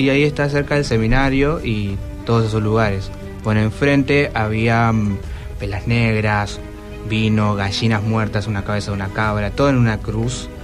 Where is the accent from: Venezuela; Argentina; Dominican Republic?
Argentina; Paraná, Entre Ríos; yo soy de Paraná, Entre Ríos